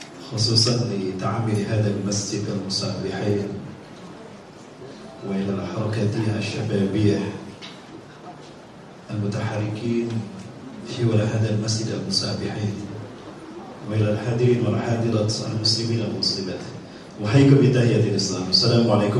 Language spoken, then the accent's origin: Indonesian; Bandung, West Java, Indonesia; saya asli dari Bandung. Cuma ada dari Sumatera juga. Ibu saya dari Bandung. Ayah saya keturunan Padang, Sungai Pua, Bukit Tinggi.